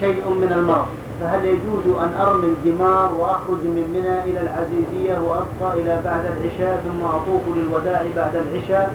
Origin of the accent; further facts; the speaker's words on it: Jeddah, Makkah Province, Saudi Arabia; now in United States; وأنا من جدة أصلا